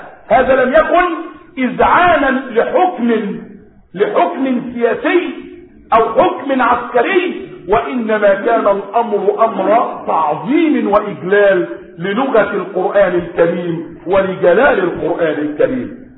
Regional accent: Egypt; يعني بلدكم مصر هذه لم تكن تتكلم باللغة العربية، بلادنا مصر لم تكن تتكلم باللغة العربية

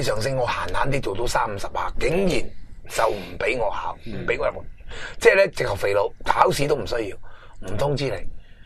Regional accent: China; 我哋中国人有句物，我妈教落

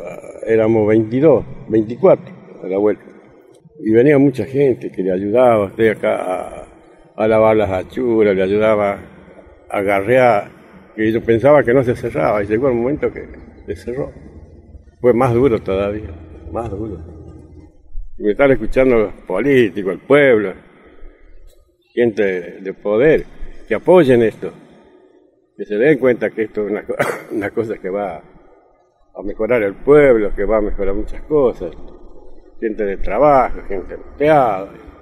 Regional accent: Ceres, Santa Fe, Argentina; Nací en el año 1930, me crié en Ceres, me crié bajo de un de libre humildad.

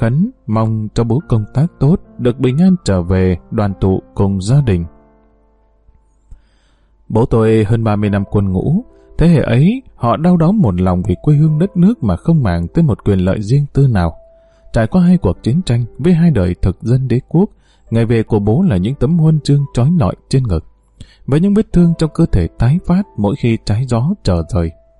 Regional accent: Hà Nam, Vietnam; Quê gốc của tôi ở Kim Sơn, tỉnh Ninh Bình. Tôi sinh ra lớn lên ở tỉnh Hà Nam, miền chiêm trũng của châu thổ Bắc Bộ.

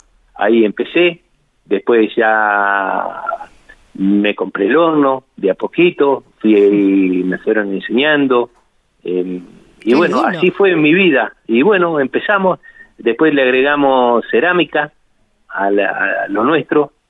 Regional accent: General Pico, La Pampa, Argentina; now in Santa Rosa, Argentina; Yo soy de General Pico, en realidad. Sí. Bueno, ahora estoy acá radicado en Santa Rosa.

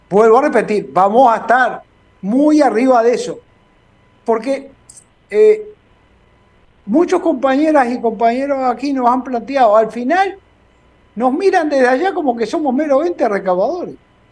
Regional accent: Uruguay; moved away; somos uruguayos y uruguayas, y porque nos hayamos ido de nuestra tierra, no perdemos nuestra nacionalidad.

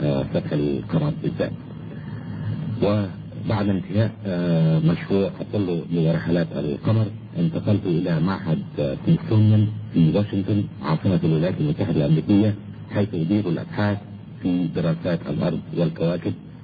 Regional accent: Egypt; moved away as an adult; أنا ولدت أساسا في مصر ودرست في مصر إلى البكالوريوس في جامعة علوم عين شمس، وحصلت على درجة البكالوريوس في عام 1958 في الكيمياء والجيولوجيا،

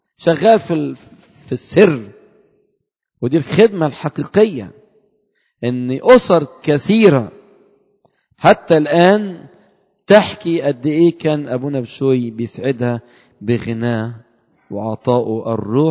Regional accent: Upper Egypt, Egypt; انا صعيدي شويه في الكلام

